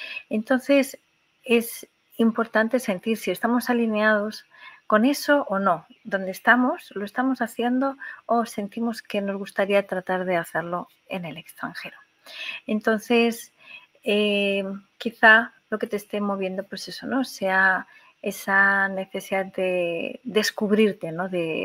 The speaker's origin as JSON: {"language": "Spanish", "country": "Spain", "moved": "as an adult", "said": "Yo, que hace unos 20 años salí de España, lo hice porque ya estaba trabajando en una empresa hacía varios años"}